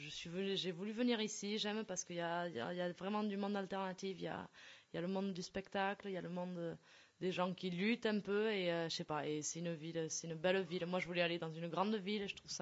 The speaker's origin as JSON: {"language": "French", "town": "Pau", "region": "Nouvelle-Aquitaine", "country": "France", "also_born_or_lived": "Aragon", "lives_now": "Barcelona, Spain", "said": "Ça fait quand même longtemps que je suis partie de Pau."}